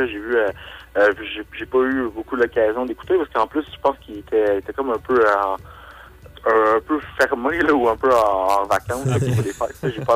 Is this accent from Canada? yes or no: yes; Quebec, Canada; j'ai commencé à dire que je venais du Québec là-bas